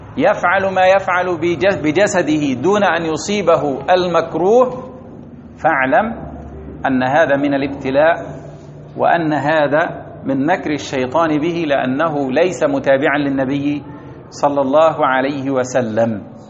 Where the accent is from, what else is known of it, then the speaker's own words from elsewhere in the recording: Egypt; وكان في مولده رؤوس الصوفية في بلدتنا في مصر